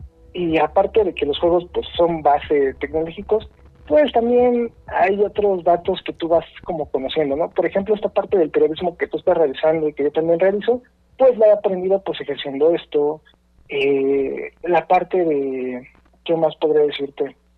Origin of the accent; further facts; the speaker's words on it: Mexico City, Mexico; soy de aquí, de la Ciudad de México. Ya saben, tortas de tamal, ¿qué más hay?